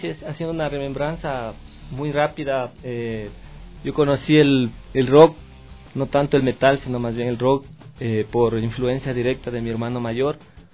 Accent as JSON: {"language": "Spanish", "town": "Sangolquí", "region": "Pichincha", "country": "Ecuador", "said": "yo soy de Sangolquí, pero casi a partir del colegio, desde segundo curso, vine a estudiar acá a Quito"}